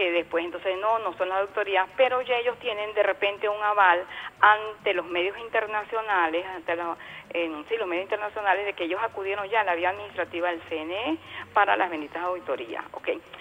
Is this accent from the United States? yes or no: no; Venezuela; pero nosotros como venezolanos, así como escuchamos las declaraciones del canciller